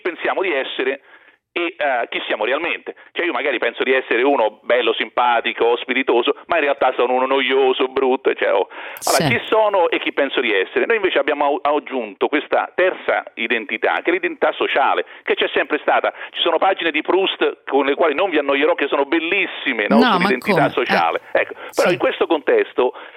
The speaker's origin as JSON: {"language": "Italian", "town": "Rome", "region": "Lazio", "country": "Italy", "tie": "born there", "said": "lo sanno tutti, che si sente anche dall'accento, che sono nata a Roma."}